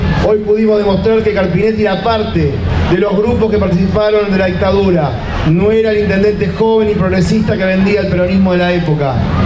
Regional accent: Florencio Varela, Buenos Aires Province, Argentina; yo provengo de Florencio Varela

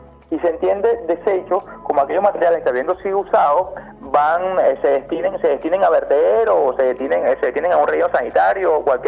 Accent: Venezuela; Yo creo que como buenos venezolanos, como venezolanos con esa estirpe de vivir al día

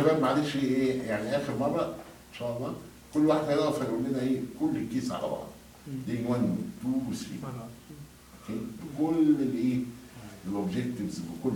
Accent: Egypt; عندنا في مصر كلنا مشتركين في نوادي رياضيه

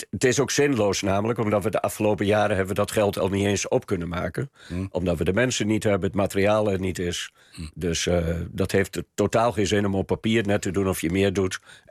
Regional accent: Harderwijk, Gelderland, Netherlands; Ook de grootste partij in Harderwijk, waar ik vandaan kom.

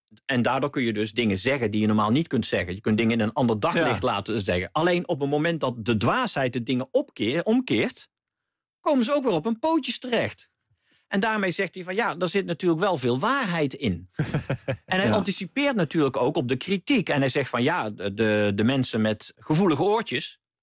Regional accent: North Brabant, Netherlands; Of wat bij ons in Brabant in het dorp... tonpraten of buutreden, wat je met carnaval doet.

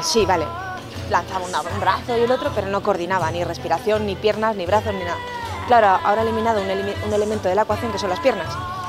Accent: Spain; soy la deportista española con más medallas de la historia.

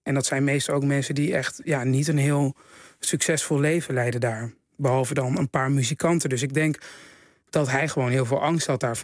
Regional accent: Haarlem, North Holland, Netherlands; Want ja, ik kom uit Haarlem, jongens.

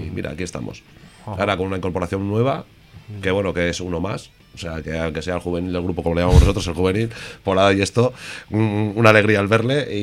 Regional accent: Ortuella, Basque Country, Spain; los de Ortuella pues tenemos una característica, que estemos donde estemos siempre seremos del mismo pueblo, ¿no? Y sí, somos de Ortuella los dos, nos conocemos de chavalería

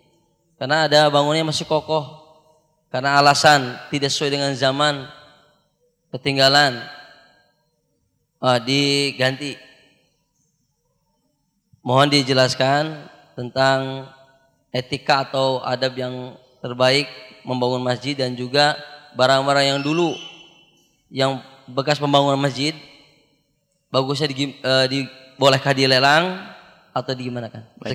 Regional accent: Kuningan, West Java, Indonesia; Fenomena sekarang, terutama di Kuningan, saya dari Kuningan, banyak renovasi masjid.

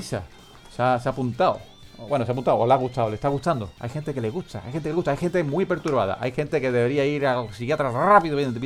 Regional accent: Glasgow, Scotland, United Kingdom; accent: Glasgow; Spanish is a second language; Recordamos que nuestro acento inglés es de Glasgow, entonces a lo mejor no lo vais a entender muy, muy a la primera, ¿no?

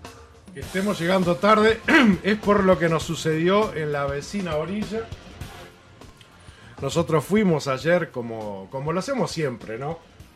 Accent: Uruguay; Como uruguayos y como orientales tenemos que señalar que no nos gustó, que nos afecta nuestra identidad

